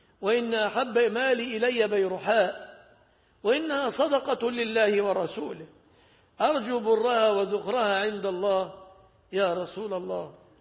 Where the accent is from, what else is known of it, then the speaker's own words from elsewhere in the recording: Egypt; فعلى ما تعودنا عندنا في مصر